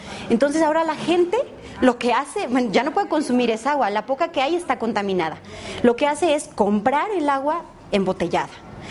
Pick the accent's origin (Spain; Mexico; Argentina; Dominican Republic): Mexico; Puebla; vengo de México, específicamente del estado de Puebla.